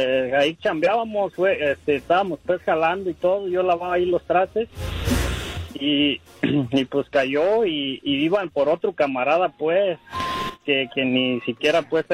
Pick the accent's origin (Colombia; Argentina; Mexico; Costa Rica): Mexico; La Piedad, Michoacán; moved away; De ahí, de La Piedad, Michoacán.